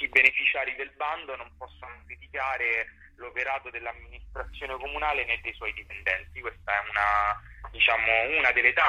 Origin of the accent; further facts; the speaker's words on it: Rome, Lazio, Italy; siamo romani, siamo cresciuti a Roma, la amiamo, la conosciamo